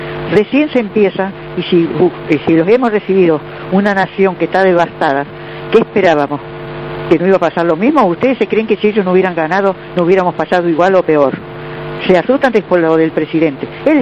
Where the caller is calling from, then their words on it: Lanús, Buenos Aires Province, Argentina; Buenas tardes … de Lanús.